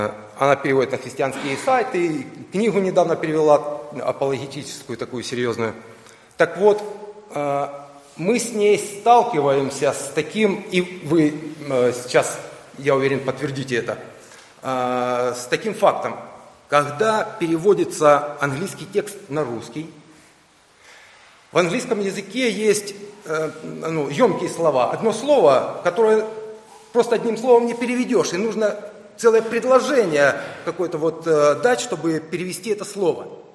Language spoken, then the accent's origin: Russian; Ukraine; Я вырос в Советском Союзе, на Украине, я знаю все в этом плане.